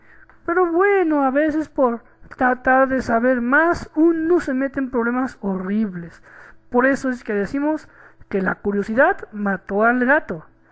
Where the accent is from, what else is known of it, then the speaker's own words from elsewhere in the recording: Mexico; de México